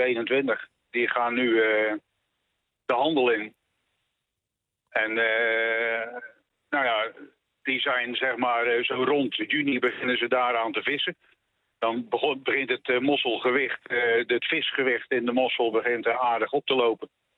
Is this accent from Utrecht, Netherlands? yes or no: no; Ierseke, Zeeland, Netherlands; Ik kom zelf van Ierseke, uit Ierseke.